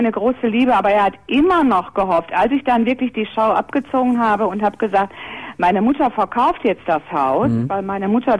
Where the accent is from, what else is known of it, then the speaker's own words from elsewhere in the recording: Essen, North Rhine-Westphalia, Germany; Ich komme also aus Essen und er wohnte ein paar Meter weiter.